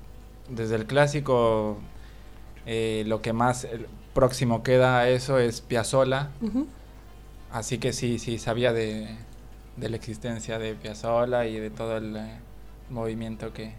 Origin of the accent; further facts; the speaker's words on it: Mexico; moved away as an adult; now in Argentina; Soy de México.